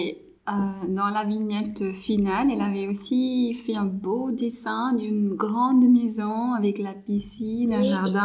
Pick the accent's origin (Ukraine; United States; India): India; first language Marathi; French is a second language; Moi, je parle l'anglais, le français, marathi, c'est ma langue maternelle, et aussi la langue régionale. Hindi, c'est la langue nationale.